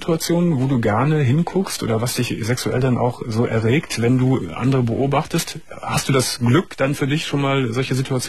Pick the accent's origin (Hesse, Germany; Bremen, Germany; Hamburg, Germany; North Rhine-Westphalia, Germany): North Rhine-Westphalia, Germany; Gummersbach; Ich war als Kinder in Gummersbach, sind wir gerne immer durch die Siedlungen sind wir gelaufen